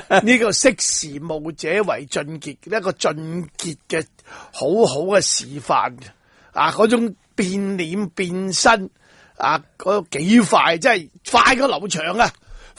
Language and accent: Cantonese; Hong Kong; 你侮辱我哋香港人啊！